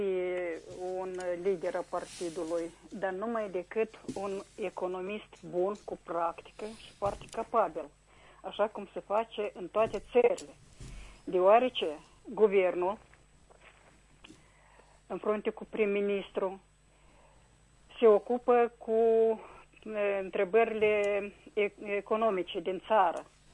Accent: Chișinău, Moldova; din Chișinău.

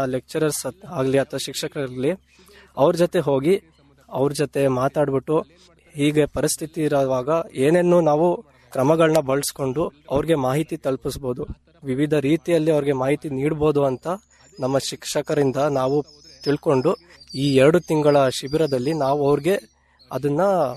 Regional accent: Shivamogga, Karnataka, India; ನಾನು ಶಿವಮೊಗ್ಗದಿಂದ ಬಂದಿದ್ದೇನೆ.

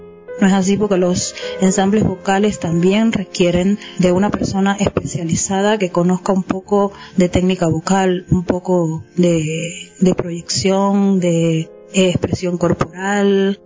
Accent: Cuba; el gran movimiento coral que existe en mi país. Yo, en Cuba hay un gran desarrollo coral

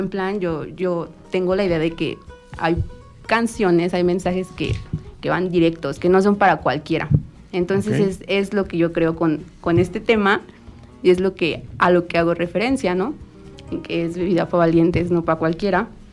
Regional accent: Mexico; me gusta mucho lo como lo mexicano, me gusta mucho mi país.

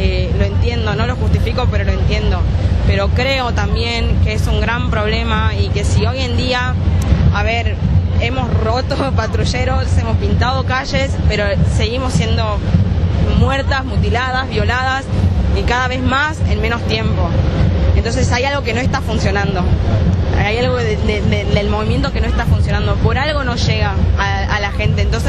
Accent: Salta, Argentina; now in Buenos Aires, Argentina; soy de Salta, pero estoy viviendo acá en Buenos Aires hace 3 años

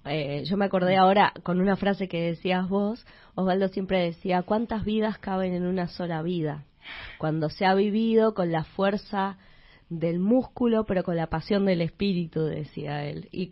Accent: Mendoza, Argentina; now in Buenos Aires, Argentina; Yo soy de Mendoza y hace unos años vivo también en Capital.

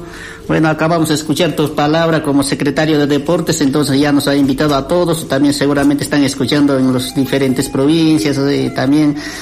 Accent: Bolivia; porque todos los bolivianos siempre nos recordamos de nuestro país, ya que estamos en otros países, porque somos bolivianos

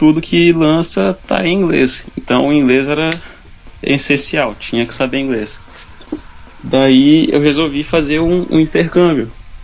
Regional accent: Montes Claros, Minas Gerais, Brazil; also born or lived in São Francisco; Eu nasci em São Francisco e depois fui morar em Montes Claros, no norte de Minas.

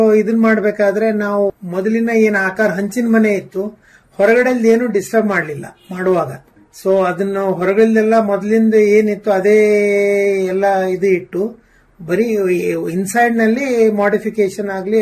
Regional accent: Gadag, Karnataka, India; now in Mumbai, India; ಇಲ್ಲ ಅಂದ್ರೆ ನಮ್ಮ ಊರು ಗದಗು.

